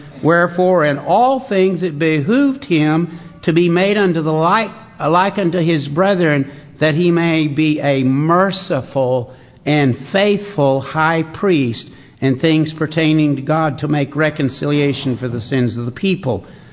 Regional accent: Arkansas, United States; He wants us to just take a gander, if you please, is the way that I grew up hearing it in Arkansas.

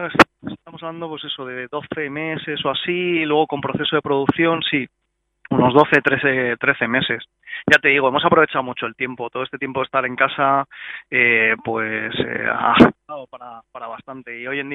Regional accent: Madrid, Community of Madrid, Spain; Y bueno, nosotros somos también de Hortaleza

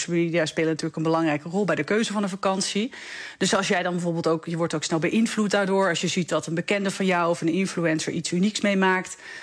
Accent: Netherlands; En je ziet natuurlijk ook dat wij als Nederlanders zijn rijk westers land.

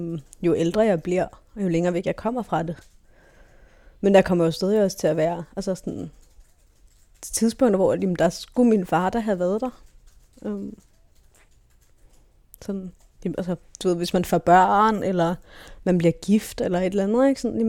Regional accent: Frederiksberg, Capital Region of Denmark, Denmark; Jeg voksede op på det fine Frederiksberg med stuk i loftet og udsigt til tennisbaner og sergentskolen.

